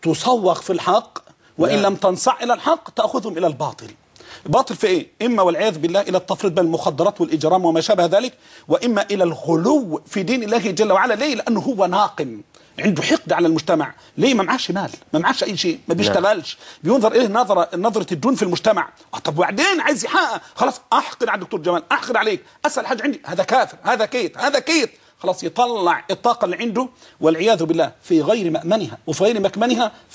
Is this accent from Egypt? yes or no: yes; Egypt; احنا عندنا في السواد الاعظم عندنا في مصر بطالة اختيارية